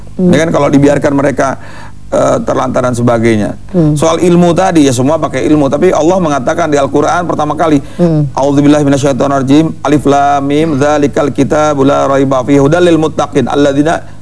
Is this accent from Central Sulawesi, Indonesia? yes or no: yes; Donggala, Central Sulawesi, Indonesia; born there; saya orang yang lahir di Donggala di Sulawesi sana ya, kebetulan Allah berikan apa rezeki kepada orang tua, datang di Jakarta ya, banyak bermain di Bandung, banyak di Jawa Barat